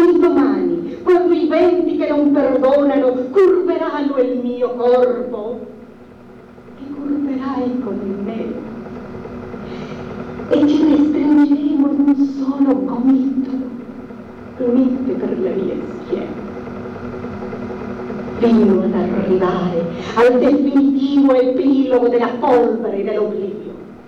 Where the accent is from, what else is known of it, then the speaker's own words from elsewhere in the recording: Bolivia; Ti ringrazio a nome del mio paese, la Bolivia, perché io non sono altro che una cellula di quel grandissimo organismo che è il Sud America